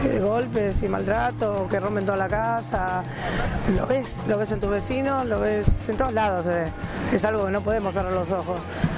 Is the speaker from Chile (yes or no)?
no; San Miguel, Buenos Aires Province, Argentina; Yo soy de San Miguel. De San Miguel, provincia de Buenos Aires.